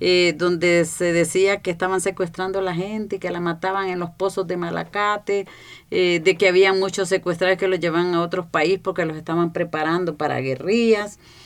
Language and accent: Spanish; Honduras; yo vengo de Honduras